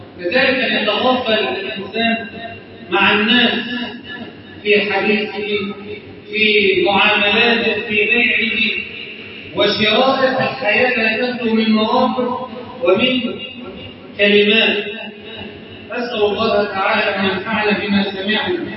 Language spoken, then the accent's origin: Arabic; Egypt; اجعل بلدنا مصر امنا امانا